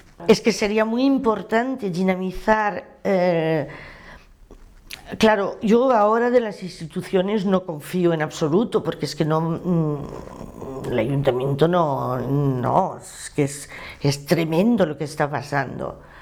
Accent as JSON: {"language": "Spanish", "town": "Saint-Denis", "region": "Île-de-France", "country": "France", "said": "yo soy del Cinturón Rojo de París, soy de Saint-Denis."}